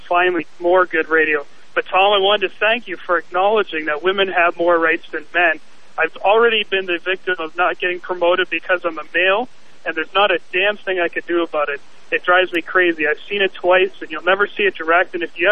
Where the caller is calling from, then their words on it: Toronto, Ontario, Canada; Oh, I'm calling from Toronto, so I don't know if I'll get that.